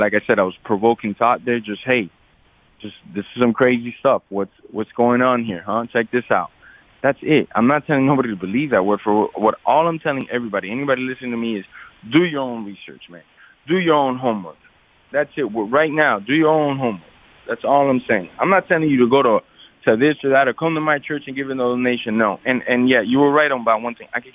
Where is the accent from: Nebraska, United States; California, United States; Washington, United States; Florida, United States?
Florida, United States; Miami; I'm a Latin person, you know, I'm a minority in this country. Growing up in Miami, I wasn't maybe the biggest minority because Miami's overrun by Latins and blacks.